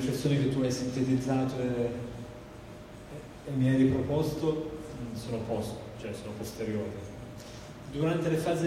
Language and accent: Italian; Apulia, Italy; now in Milan, Italy; Poi io sono salentino appunto, e in quegli anni ero spessissimo giù, perché o stavo dai nonni quando ero più piccolo per tanti mesi